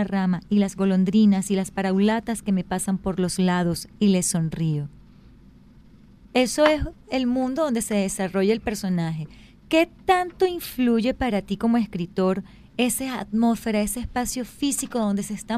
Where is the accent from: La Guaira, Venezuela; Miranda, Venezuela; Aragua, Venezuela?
Aragua, Venezuela; Maracay; Bueno, como ustedes saben, yo crecí en Maracay